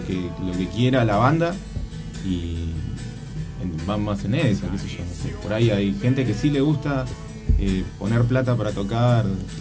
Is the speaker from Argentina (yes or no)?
yes; Moreno, Buenos Aires Province, Argentina; Somos de acá, de Moreno.